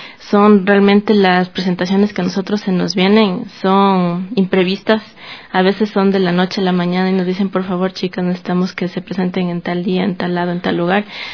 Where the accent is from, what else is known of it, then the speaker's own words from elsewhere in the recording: Ecuador; hacen sentir a las personas que nos ven que somos ecuatorianos